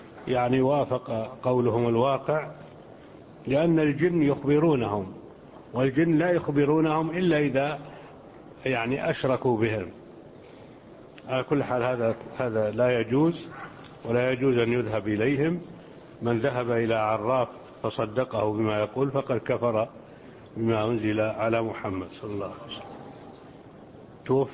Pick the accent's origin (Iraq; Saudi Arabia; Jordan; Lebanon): Jordan; وعندنا في الأردن إذا أضاع أحدنا شيئا سرق منه